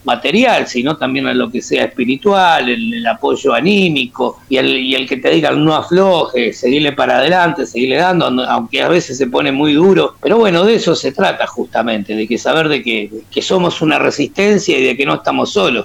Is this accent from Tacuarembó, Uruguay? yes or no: no; Montevideo, Uruguay; bueno, y hacemos metal criollo, por decirlo de alguna manera. Somos oriundos de Montevideo, básicamente